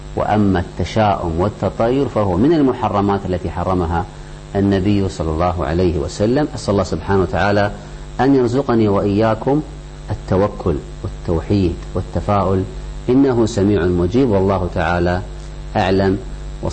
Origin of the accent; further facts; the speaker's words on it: Kuwait; عندنا في الكويت، اذهب إلى أي مستشفى حكومي